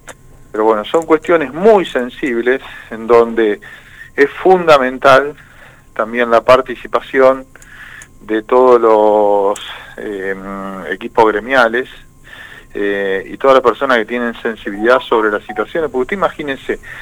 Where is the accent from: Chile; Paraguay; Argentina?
Argentina; Santa Fe; atenta contra los derechos de todos nosotros como santafesinos